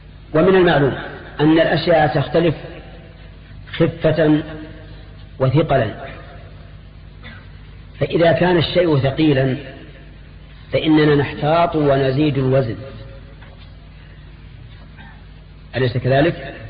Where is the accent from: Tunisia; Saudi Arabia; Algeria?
Saudi Arabia; Al-Qassim; بينما المد عندنا في القصيم ثلث الصاع